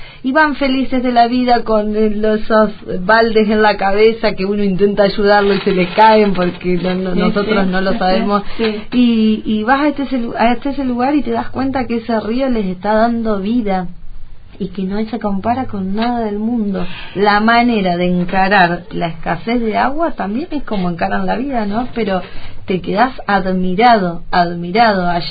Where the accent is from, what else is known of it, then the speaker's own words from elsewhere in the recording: Argentina; Sé que en mi país también hay muchos pueblos que se les complica, o sea, la idea mía es poder ayudar con ese libro a pueblos de Argentina